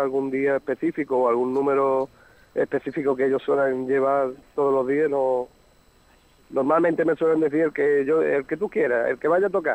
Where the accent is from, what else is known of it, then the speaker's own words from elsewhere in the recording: Málaga, Andalusia, Spain; Bueno, yo soy de Málaga.